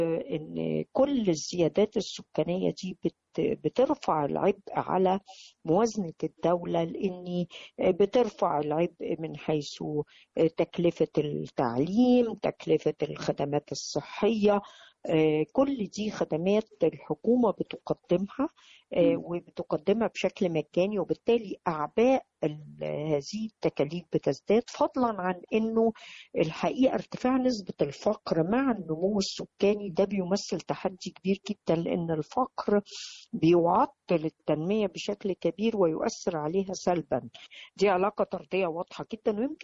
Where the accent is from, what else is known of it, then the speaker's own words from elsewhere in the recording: Egypt; هذا القانون اللي موجود عندنا في مصر